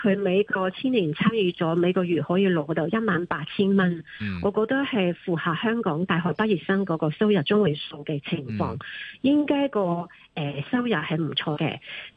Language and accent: Cantonese; China; now in Hong Kong; 类似我从内地嚟到香港，喺香港生活